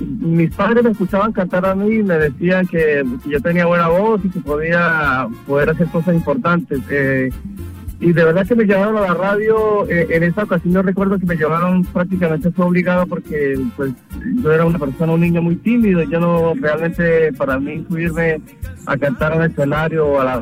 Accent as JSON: {"language": "Spanish", "town": "Bucaramanga", "region": "Santander", "country": "Colombia", "lives_now": "Toronto, Canada", "said": "Yo soy de una ciudad de Colombia, del departamento de Santander, que se llama Bucaramanga, es la capital del departamento de Santander, Bucaramanga, en el interior del país."}